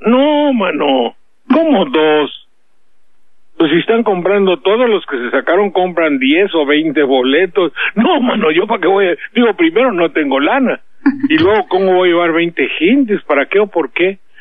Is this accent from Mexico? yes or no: yes; Mexico; Pues soy de México.